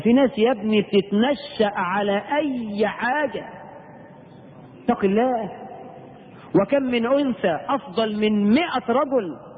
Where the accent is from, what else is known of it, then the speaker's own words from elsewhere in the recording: Egypt; احنا كمصريين